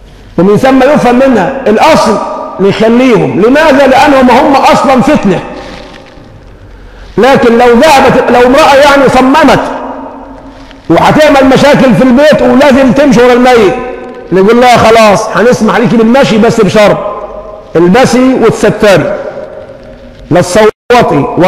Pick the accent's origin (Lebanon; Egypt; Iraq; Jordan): Egypt; اللهم حول حالنا كمصريين إلى أحسن حال